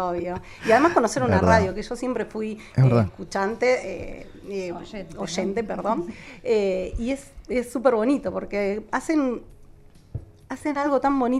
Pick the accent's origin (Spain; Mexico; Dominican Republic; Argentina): Argentina; moved away as an adult; Yo me fui enfadada de Argentina porque lo que no me dio acá me lo tuve que ir a buscar a otro país.